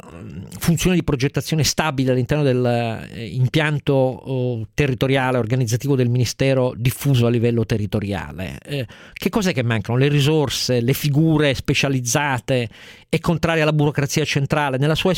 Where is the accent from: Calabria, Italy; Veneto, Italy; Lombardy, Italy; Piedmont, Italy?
Piedmont, Italy; Io sono piemontese